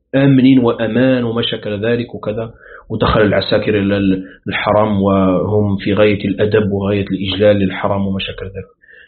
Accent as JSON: {"language": "Arabic", "country": "Morocco", "said": "باستثناء بلادنا المغرب الأقصى"}